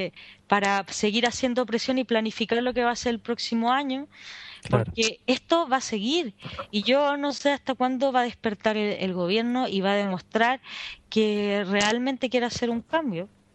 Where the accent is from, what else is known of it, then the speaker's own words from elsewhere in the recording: Chile; nosotros, la sociedad como la chilena es una sociedad que nosotros alcanzamos a vivir un resto de dictadura, a pesar de que éramos muy pequeños